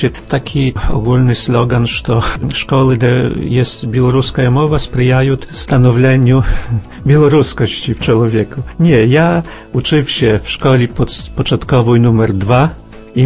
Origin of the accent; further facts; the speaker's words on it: Studziwody, Podlaskie Voivodeship, Poland; Ну я підкреслюю то, що я зі Студзівод.